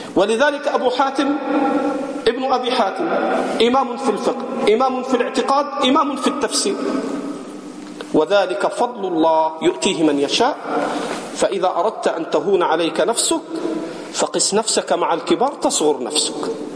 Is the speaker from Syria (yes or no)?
no; Egypt; عندنا في مصر بيقولوا الجمل طلع النخلة